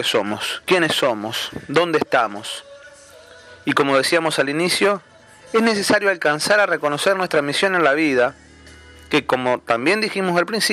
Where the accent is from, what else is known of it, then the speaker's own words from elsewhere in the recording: Uruguay; En mi país, Uruguay, por ejemplo, hay grandes extensiones de tierra que se pierden en el horizonte.